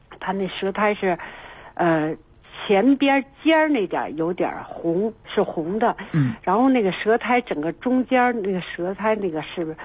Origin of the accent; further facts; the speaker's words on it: Beijing, China; 他是，我们是北京人。